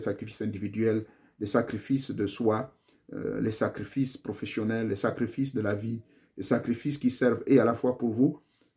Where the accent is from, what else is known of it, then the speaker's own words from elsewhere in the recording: Gabon; chez moi au Gabon